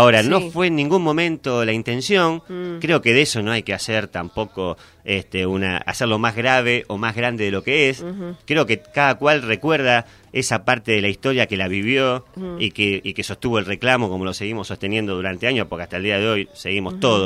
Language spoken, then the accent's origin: Spanish; Argentina; que nos educa como argentinos